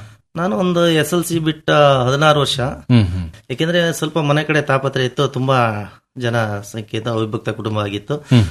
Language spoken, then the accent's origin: Kannada; Arkalgud, Karnataka, India; ನಾವು ಮೂಲತಃ ಅರಕಲಗೂಡು ತಾಲೂಕ್ನವರು. ಅಲ್ಲಿ ಹೇಮಾವತಿ ಮುಳುಗಡೆಯಿಂದ ನಮ್ಗೆ ಇಲ್ಲಿ